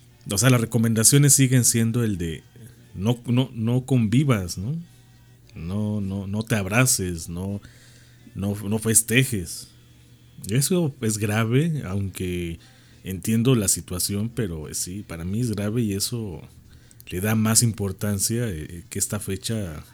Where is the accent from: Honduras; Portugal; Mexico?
Mexico; Puebla; Como aquí en Puebla, aunque se festeja el 20 de noviembre, pero todos los que somos poblanos decimos que no es el 18